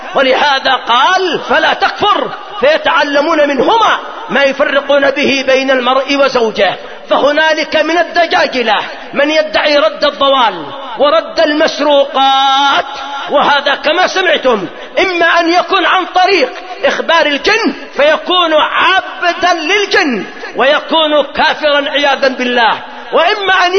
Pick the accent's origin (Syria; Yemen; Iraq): Yemen; وإما هو مشهور عندنا في اليمن من الدجال صاحب بيت الفقيه